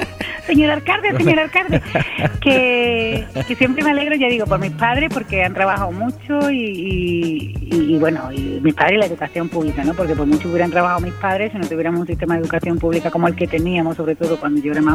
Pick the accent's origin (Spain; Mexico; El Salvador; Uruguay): Spain; Gelves, Andalusia; mi primer reconocimiento fue en mi pueblo, bueno, en mi pueblo Helves